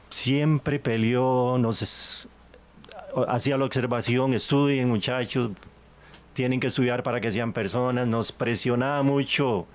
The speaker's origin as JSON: {"language": "Spanish", "town": "Aserrí", "region": "San José", "country": "Costa Rica", "tie": "born or raised there", "said": "yo nací acá en acerriseño, por supuesto, por los cuatro costados. Nací, estudié, crecí y vivo en Acerrí. Nací hace 70 años ya, 11 de febrero de 1950."}